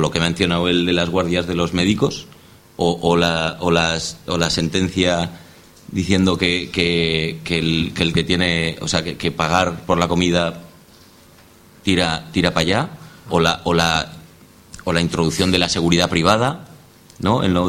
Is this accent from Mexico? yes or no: no; Zaragoza, Aragon, Spain; No sé, yo vengo de Zaragoza, que creo que es en términos relativos la ciudad donde más expedientes hay por movilizaciones en la calle